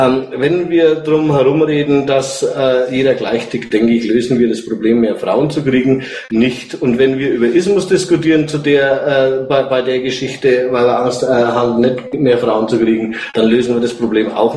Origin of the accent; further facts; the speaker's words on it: Nuremberg, Bavaria, Germany; ich komme aus Nürnberg. Ich bin 44